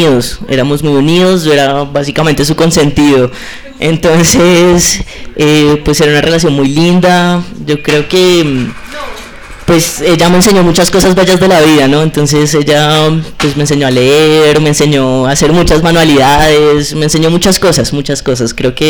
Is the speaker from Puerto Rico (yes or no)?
no; Cúcuta, Norte de Santander, Colombia; now in Bogotá, Colombia; yo tengo 25 años, soy estudiante de psicología, soy cucuteño.